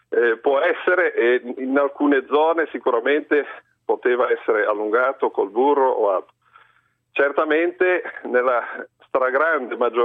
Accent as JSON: {"language": "Italian", "region": "Liguria", "country": "Italy", "said": "io non sono di Genova città, ma sono dell'entroterra del Levante"}